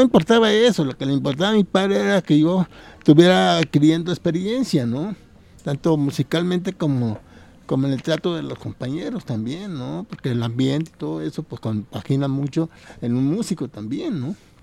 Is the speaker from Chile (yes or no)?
no; Acaponeta, Nayarit, Mexico; now in Guadalajara, Mexico; De Caponeta, Nayarit. Soy cora, para mucho orgullo.